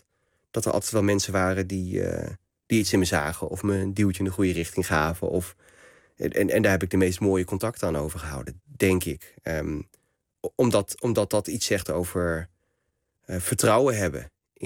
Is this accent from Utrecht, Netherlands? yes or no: yes; Nieuwegein, Utrecht, Netherlands; born there; En uiteindelijk is het hele gezin in Nieuwegein komen wonen. En ik ben geboren in Nieuwegein. Dus ik ben van later, toen het hele gezin hier al woonde. Mijn vader dus vanuit het noorden van Marokko. Mijn moeder voegde zich bij hem, analfabeten.